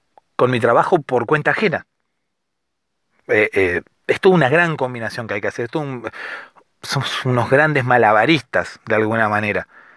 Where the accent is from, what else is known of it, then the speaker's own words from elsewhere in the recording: Argentina; Soy argentino. Tengo 35 años